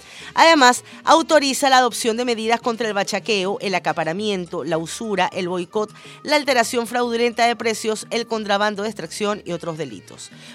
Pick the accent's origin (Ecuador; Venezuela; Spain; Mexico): Venezuela; nosotros, los venezolanos de a pie